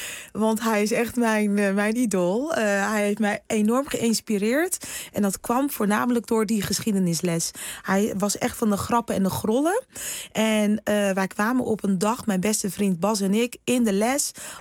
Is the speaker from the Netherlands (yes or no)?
yes; Rotterdam, South Holland, Netherlands; accent: Rotterdam; Nee, er werd geen Surinaams thuis gesproken. Alleen maar Nederlands. Af en toe hoor je mijn Rotterdamse accent er nog eventjes doorheen.